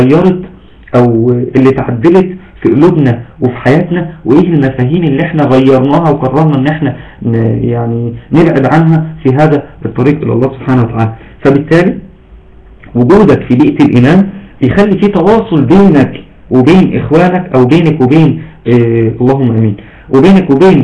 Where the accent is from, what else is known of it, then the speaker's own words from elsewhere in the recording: Egypt; بس دايما عندنا في مصر بيقولوا تعرف فلان